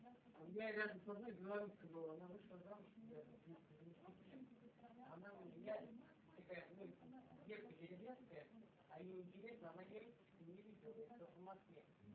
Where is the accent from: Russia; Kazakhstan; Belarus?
Kazakhstan; А вот с которыми давно общаются, они даже не видят, что я казах, не замечают.